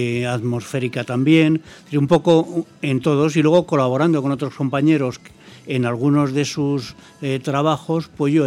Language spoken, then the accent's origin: Spanish; Madrid, Community of Madrid, Spain; porque además yo soy madrileño, me presumo de ser madrileño, ejerzo de madrileño y conozco bastante bien Madrid.